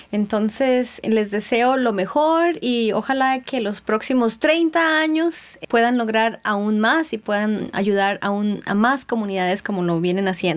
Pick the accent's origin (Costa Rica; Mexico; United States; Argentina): Costa Rica; Guasimal; vengo de la comunidad de Guasimal